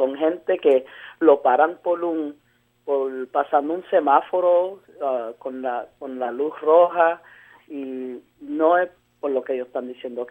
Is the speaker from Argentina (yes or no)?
no; Puerto Rico; Yo soy puertorriqueño.